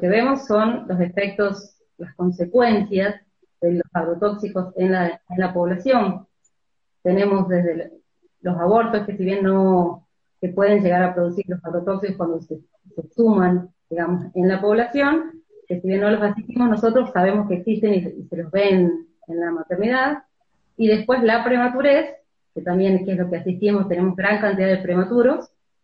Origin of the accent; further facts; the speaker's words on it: Tucumán, Argentina; soy médica de Tucumán, trabajo en una maternidad